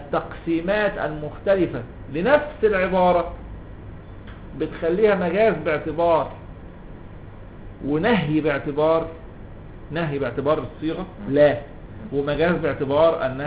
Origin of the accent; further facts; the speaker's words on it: Cairo, Cairo Governorate, Egypt; born there; انا قاهري مولد والمنشا